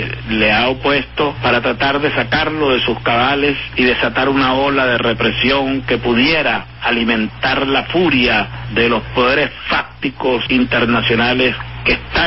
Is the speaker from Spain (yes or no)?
no; Venezuela; Es una cadena que nos reconcilia, nos reconforta como venezolanos.